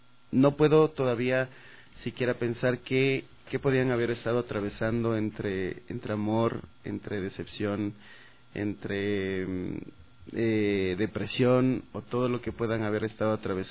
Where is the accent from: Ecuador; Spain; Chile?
Ecuador; también como intérpretes ecuatorianos que somos nosotros